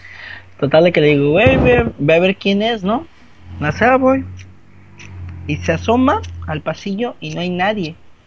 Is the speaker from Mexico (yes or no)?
yes; Mexico; todo mundo va a estar ahí como buenos mexicanos haciéndolo al último momento